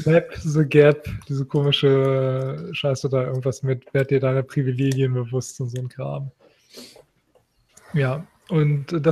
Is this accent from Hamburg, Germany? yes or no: no; Lower Saxony, Germany; Also ich bin aus Niedersachsen, von daher weiß ich das.